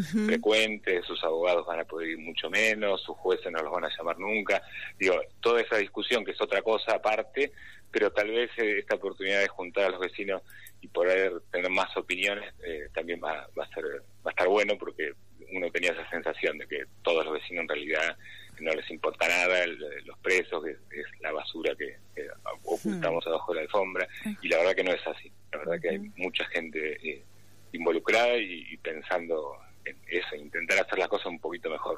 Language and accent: Spanish; Buenos Aires, Argentina; yo hace 12 años que vivo en Devoto. No nací en Devoto, soy de San Cristóbal.